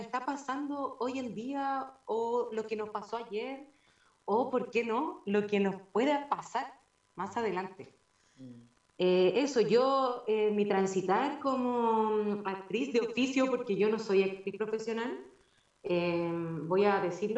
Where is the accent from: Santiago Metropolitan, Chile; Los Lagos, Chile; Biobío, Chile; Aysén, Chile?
Aysén, Chile; Coyhaique; De niña he estado rodeada de naturaleza porque soy de acá, de Coyhaique.